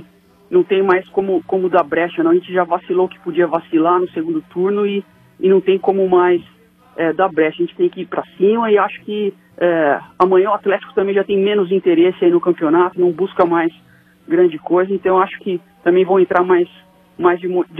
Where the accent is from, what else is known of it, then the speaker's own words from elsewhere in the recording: Marília, São Paulo, Brazil; now in São Paulo, Brazil; eu já acompanho o estádio desde 2007, quando eu mudei pra São Paulo, eu sou do interior de São Paulo, de Marília.